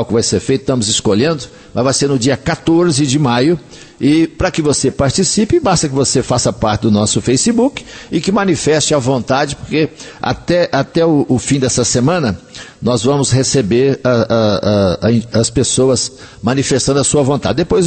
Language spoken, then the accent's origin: Portuguese; Coromandel, Minas Gerais, Brazil; vai acontecer em Coromandel, lá na minha terra, em Minas Gerais